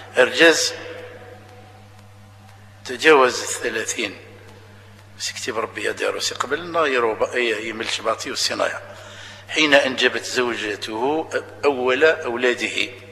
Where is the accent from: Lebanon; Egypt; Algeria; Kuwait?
Algeria; اللي شالي معروفين عندنا في الجزائر